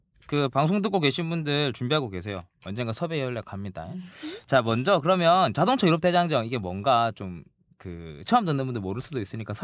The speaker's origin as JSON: {"language": "Korean", "town": "Jinju", "region": "South Gyeongsang", "country": "South Korea", "said": "그 진주 출신의 진주남입니다."}